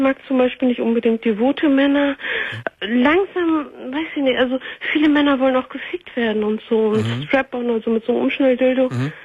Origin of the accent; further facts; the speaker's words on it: Turkey; Also ich bin eine Türkin.